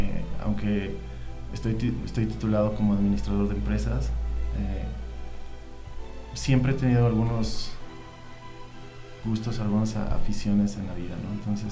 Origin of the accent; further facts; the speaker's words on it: Mexico City, Mexico; Bueno, soy originario del DF, he tenido una vida muy interesante.